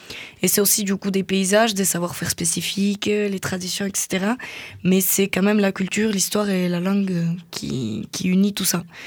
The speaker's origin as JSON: {"language": "French", "region": "Nouvelle-Aquitaine", "country": "France", "said": "je suis originaire du Pays Basque et bon, vous savez, le Pays Basque, c'est pas administrativement reconnu, mais bon, ça reste quand même un territoire"}